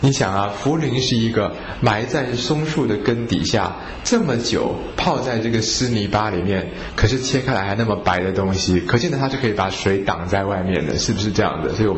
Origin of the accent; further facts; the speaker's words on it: Hong Kong; 我们香港人呢俗话有一句叫做趁你需要你命啊